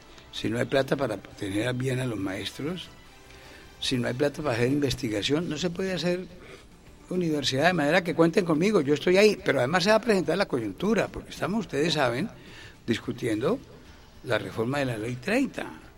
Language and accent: Spanish; Barrancabermeja, Santander, Colombia; pongo un ejemplo en pequeño, mi pueblo, Barranca Bermeja.